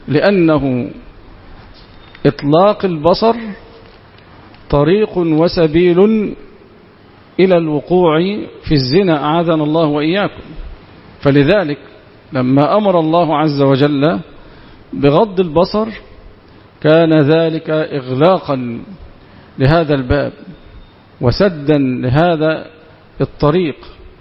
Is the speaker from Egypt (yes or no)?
yes; Egypt; حتى إن القانون عندنا في مصر يخفف العقوبة